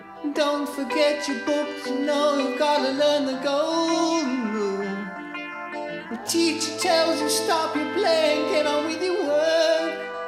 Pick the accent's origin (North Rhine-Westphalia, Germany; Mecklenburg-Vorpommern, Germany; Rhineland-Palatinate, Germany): Mecklenburg-Vorpommern, Germany; Vitte; now in Neuendorf, Germany; Ich bin 1966 in Fitte geboren. Bin dort auch zur Schule gegangen. bin dann 1996 nach Neuendorf gekommen, habe meinen Mann kennengelernt, bin dann auch hier geblieben